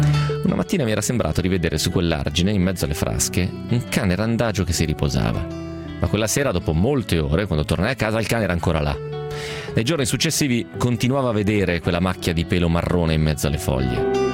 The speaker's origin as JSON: {"language": "Italian", "region": "Piedmont", "country": "Italy", "said": "Albenga, che è una città nota dalle mie parti, cioè nel Novarese, nel Basso Piemontese"}